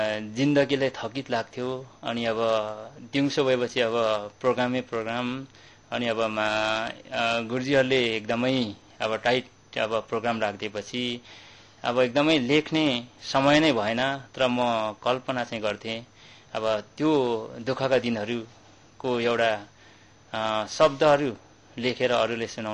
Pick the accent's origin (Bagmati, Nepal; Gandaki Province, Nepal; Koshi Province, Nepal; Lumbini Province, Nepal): Koshi Province, Nepal; Ligimba; त्यही गाउँमा म पढेँ, जुन मेरो त्यो प्यारो गाउँ मेची पाँचतर चिलिन्दिन 3 लिगिम्बामा म जन्मे हुर्के अनि मेरो बाल्यकाल उमेर त्यहीँ नै बित्यो।